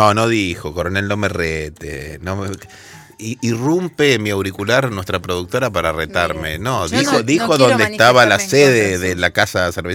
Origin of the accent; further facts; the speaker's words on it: Buenos Aires, Argentina; yo soy de Parque Chas, ella es vecina.